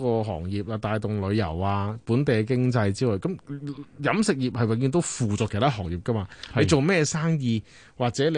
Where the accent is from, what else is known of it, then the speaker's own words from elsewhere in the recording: Canada; 大家就吓学咗我哋加拿大人咁样啦